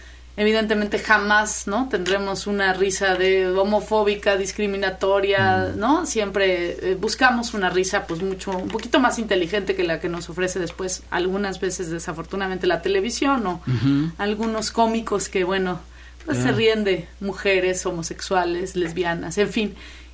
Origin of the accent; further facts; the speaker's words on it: Mexico; pero pues muy muy preocupada como ciudadana y como mexicana.